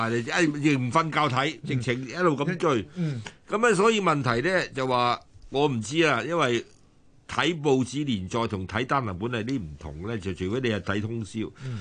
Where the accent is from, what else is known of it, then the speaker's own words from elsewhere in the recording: Macau; 我打擂，我喺澳門。我在澳門大的，都是小路仔，我阿爸啲嗰時喺澳門生活嘅，所以我喺澳門目睹嘅。